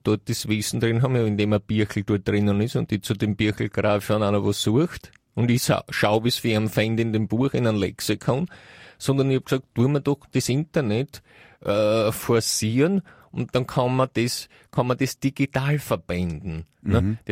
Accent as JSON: {"language": "German", "country": "United States", "moved": "yes", "lives_now": "Austria", "said": "ich komme ja aus Amerika, nicht? Ich habe ja da wirklich einen größeren Blick."}